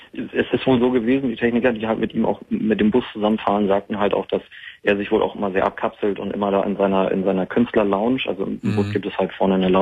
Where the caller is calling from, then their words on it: Hamburg, Germany; Ich komme halt aus Hamburg